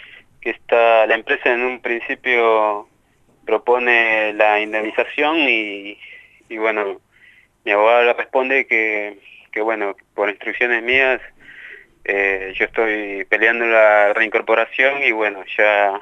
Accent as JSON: {"language": "Spanish", "country": "Peru", "said": "siendo que yo soy peruano."}